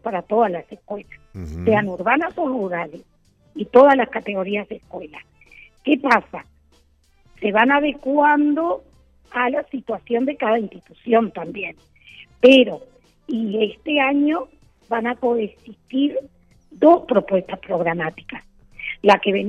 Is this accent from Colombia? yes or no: no; Rocha, Uruguay; porque yo soy de Rocha y hice toda mi carrera en Rocha